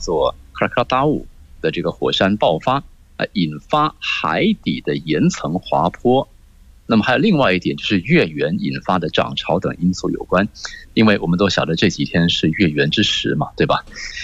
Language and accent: Chinese; Indonesia; 那么完了呢，我也发现印度尼西亚，我们印度尼西亚人，他们当看到有这些年轻的孩子做这样的动作的时候